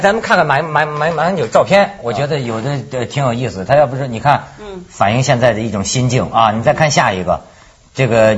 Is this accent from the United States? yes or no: no; China; 因为我是大陆人，